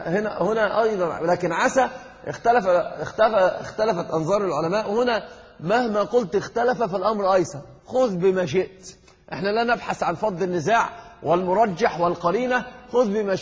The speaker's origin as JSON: {"language": "Arabic", "country": "Egypt", "said": "يعني عندنا في مصر يقولون كلمة من العجب"}